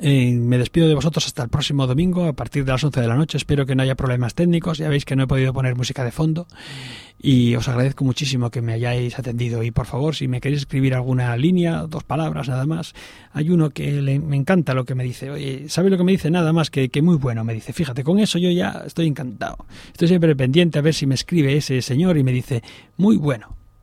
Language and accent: Spanish; Spain; Ahora somos los españoles catedráticos en saber vivir, ¿eh?